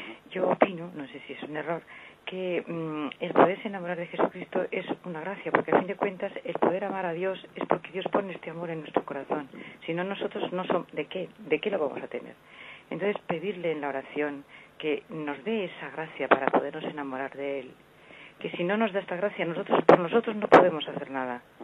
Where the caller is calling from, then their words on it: Navarre, Spain; de Navarra.